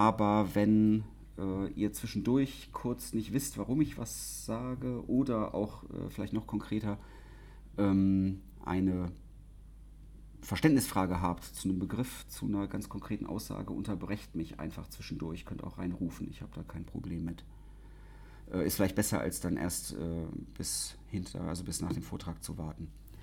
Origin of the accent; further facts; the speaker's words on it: West Germany, Germany; now in Leipzig, Germany; Also ich komme aus dem Westen ursprünglich mal, wohne jetzt schon lange in Leipzig.